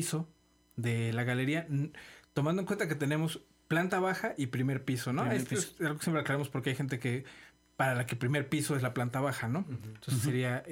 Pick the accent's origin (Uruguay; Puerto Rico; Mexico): Mexico; También, pues, somos mexicanos